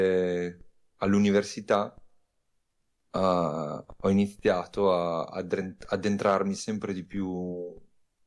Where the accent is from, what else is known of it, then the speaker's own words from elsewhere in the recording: Emilia-Romagna, Italy; vengo dalla provincia di Ravenna.